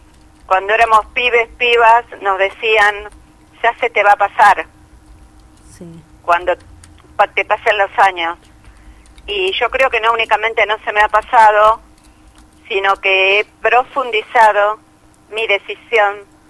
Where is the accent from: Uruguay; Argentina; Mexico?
Argentina; porque cuando nos va bien somos todos argentinos.